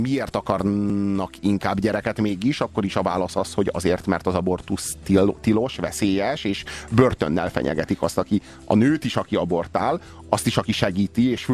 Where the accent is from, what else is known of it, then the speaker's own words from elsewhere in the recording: Romania; én ott nőttem fel, mármint Romániában, a Ceausescu érában.